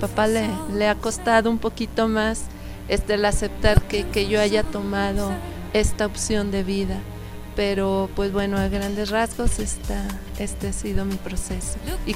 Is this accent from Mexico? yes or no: yes; Torreón, Coahuila, Mexico; Yo soy de Torreón